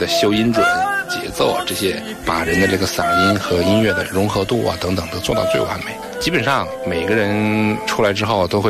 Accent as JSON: {"language": "Chinese", "region": "Anhui", "country": "China", "said": "我是80后，我是安徽人"}